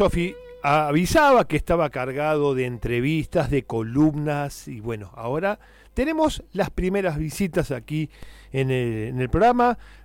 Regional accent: Beccar, Buenos Aires Province, Argentina; ambos somos oriundos de Becar, de la zona norte de Buenos Aires

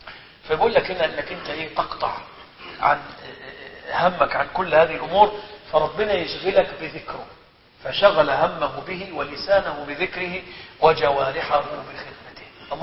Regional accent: Egypt

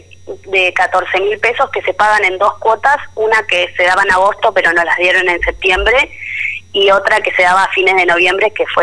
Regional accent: Río Colorado, Río Negro, Argentina; hay 1.900 chicos que somos becados en Río Negro. De esos, somos 26 de Río Colorado.

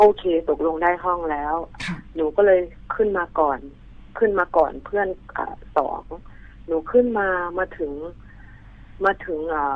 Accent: Isan, Thailand; แต่หนูเป็นคนอีสานนะคะ

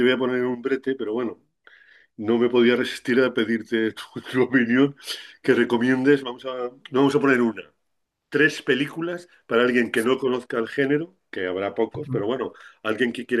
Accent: Huesca, Aragon, Spain; en la Semana Santa de Huesca, yo soy de Huesca

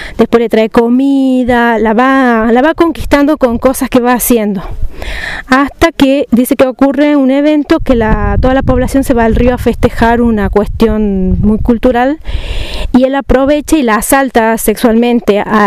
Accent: Catamarca, Argentina; de Catamarca.

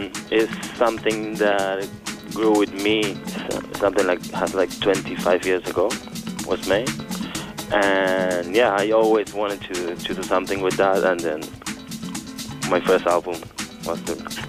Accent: Buenos Aires, Argentina; now in Düsseldorf, Germany; I'm from Buenos Aires, Argentina, and now I'm living in Germany, Dusseldorf.

